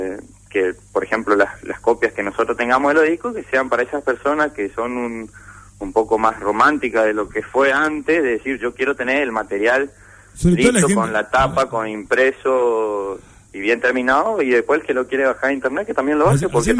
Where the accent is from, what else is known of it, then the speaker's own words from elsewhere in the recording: Monte Caseros, Corrientes, Argentina; yo soy de Montecasero